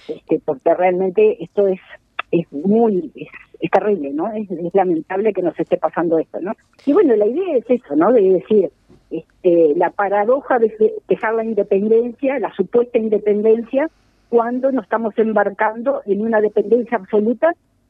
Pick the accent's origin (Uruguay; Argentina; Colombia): Uruguay; tenemos que sentarnos a pensar como uruguayos